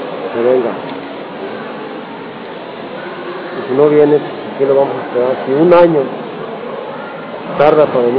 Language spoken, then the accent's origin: Spanish; Aquila, Michoacán, Mexico; Somos una familia de Aquila pobre, humilde, que sabemos respetar, que somos de palabra.